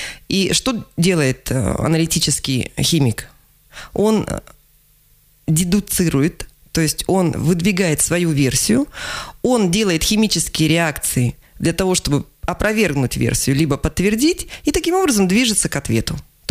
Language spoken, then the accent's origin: Russian; Zyryanovsk, East Kazakhstan Region, Kazakhstan; moved away as an adult; also born or lived in Ust-Kamenogorsk; now in Krasnoyarsk, Russia; Я приехала из Восточного Казахстана. То есть я родилась в городе Зыряновске, училась в городе Усть-Каменогорске.